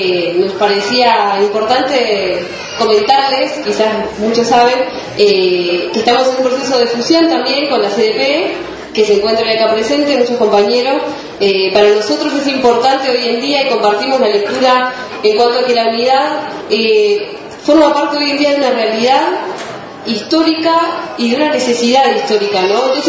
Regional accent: Mar del Plata, Buenos Aires Province, Argentina; Y en mi caso, que bueno, vengo de Mar del Plata

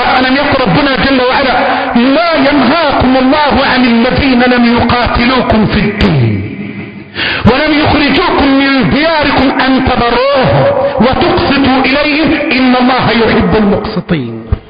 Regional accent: Egypt; اللهم احفظ بلدنا مصر،

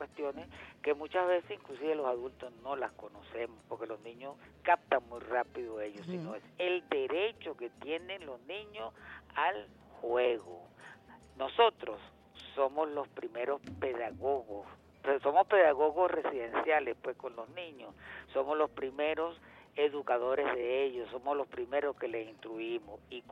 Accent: Venezuela; el orgullo de ser venezolano es llevar ante el mundo con orgullo el decir yo soy venezolano ante todo el mundo.

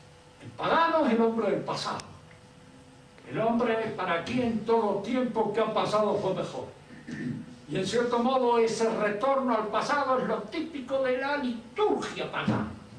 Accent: Argentina; de alguna manera soy argentino y tengo miedo de ser más chorro de lo que creo.

